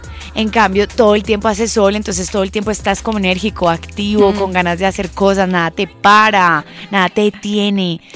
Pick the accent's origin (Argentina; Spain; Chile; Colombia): Colombia; Cali, Valle del Cauca; Porque yo soy caleña y a mí me encanta el sol. Y en Cali, verdaderamente, cuando llueve, hace frío.